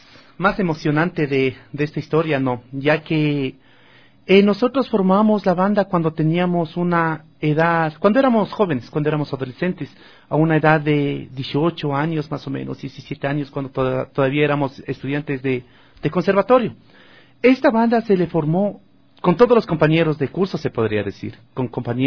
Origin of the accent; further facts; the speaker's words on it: Ecuador; nosotros como ecuatorianos que somos decidimos hacer música nacional ecuatoriana